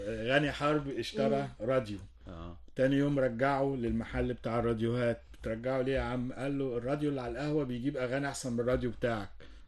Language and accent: Arabic; Cairo, Cairo Governorate, Egypt; كنا ساكنين وانا صغير في وسط البلد، فكان قريب مني قوي السور الأزبكية القديم